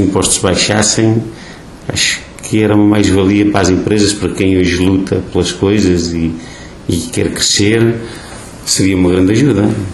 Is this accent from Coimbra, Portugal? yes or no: yes; Oliveira do Hospital, Coimbra, Portugal; estando em Oliveira do Hospital, é o nosso concelho, foi onde eu fui criado